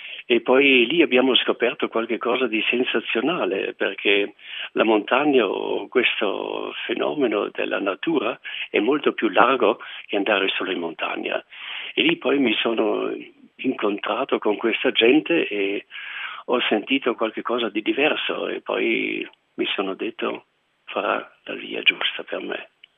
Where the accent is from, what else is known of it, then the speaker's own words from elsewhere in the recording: Bolzano, Trentino-Alto Adige, Italy; sono nato vicino a Bolzano e ho fatto la prima vita a Bolzano.